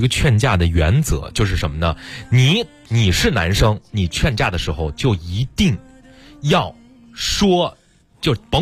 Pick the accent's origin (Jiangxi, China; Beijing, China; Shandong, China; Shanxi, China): Beijing, China; 咱们北京人就应该这么敞亮